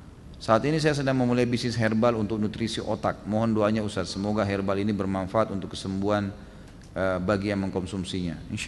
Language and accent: Indonesian; Gunung Kidul, Special Region of Yogyakarta, Indonesia; Di kampung daerah saya di Gunung Kidul banyak sekali kasus bunuh diri dengan gantung diri.